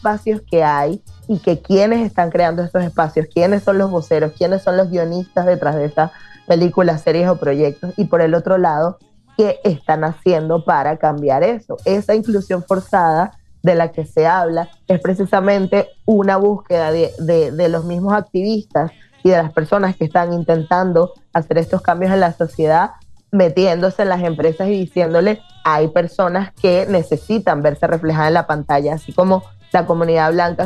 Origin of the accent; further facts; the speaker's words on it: Venezuela; las tres somos venezolanas.